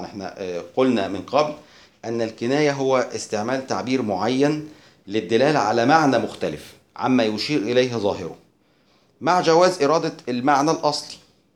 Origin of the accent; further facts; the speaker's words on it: Egypt; طيب عندنا في مصر مثلا يقولون أن الشخص نائم في سابع نومة